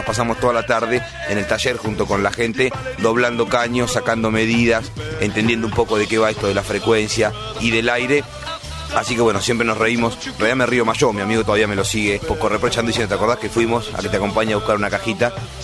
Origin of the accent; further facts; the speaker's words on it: Necochea, Buenos Aires Province, Argentina; born there; now in La Plata, Argentina; Nací en Necochea hace poco más de 32 años, pero ya hace 13 que vivo acá en la ciudad de La Plata